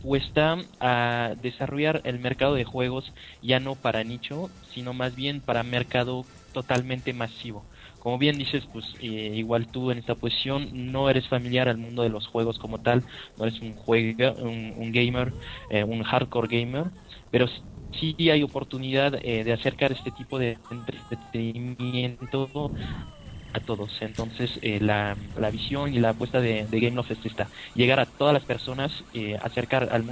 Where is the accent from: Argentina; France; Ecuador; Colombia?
France; Spanish is a second language; Exacto, soy francés